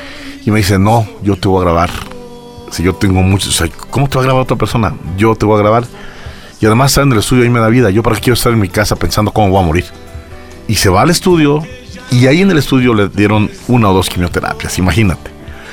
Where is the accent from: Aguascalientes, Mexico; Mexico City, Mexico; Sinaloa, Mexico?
Aguascalientes, Mexico; Y lo primero que hice fue llegar a la barra de un bar de allá de mi tierra de Aguascalientes.